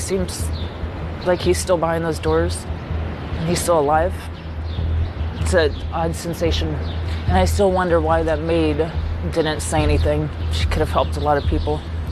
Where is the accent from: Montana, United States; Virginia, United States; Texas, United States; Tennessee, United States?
Texas, United States; He asked me where I was from. I told him I was from Texas